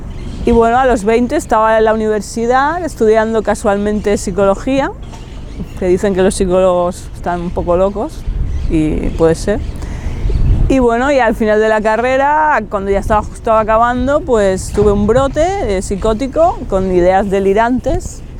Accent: Barcelona, Catalonia, Spain; Y bueno, soy aquí de Barcelona, nací en el barrio de Gracia hace 43 años, cuando todavía no estaba lleno de pijos hipsters.

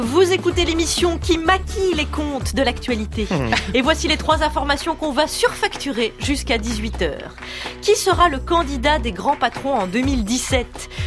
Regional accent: Belgium; Nous, on dit Deninx parce qu'on est belges.

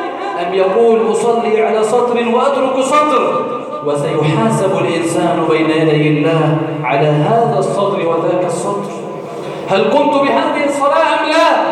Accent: Egypt; اللهم إنا نسألك أن تجعل بلدنا مصر سخاء رخاء أمنا أمانا

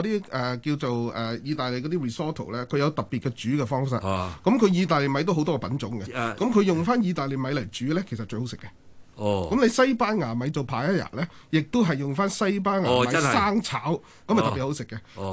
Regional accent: Hong Kong; 我哋香港人大約每年就入口320,000噸米啦

